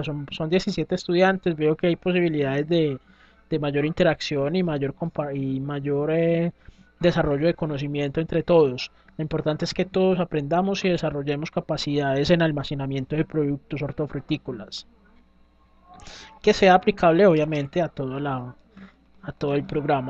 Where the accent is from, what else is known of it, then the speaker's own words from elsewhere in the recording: Antioquia, Colombia; Sí, es como mi acento, aunque a veces me dicen que no parezco paisa, pero bueno.